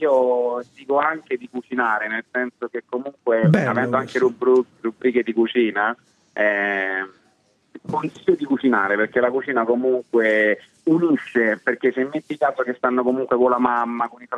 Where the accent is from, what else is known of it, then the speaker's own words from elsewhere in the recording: Rome, Lazio, Italy; Io sono di Roma